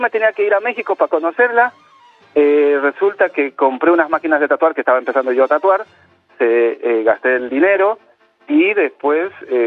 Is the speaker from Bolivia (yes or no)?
yes; Bolivia; now in Buenos Aires, Argentina; Yo soy de Bolivia, pero hace más de 16, 17 años que vivo acá en Argentina, Buenos Aires.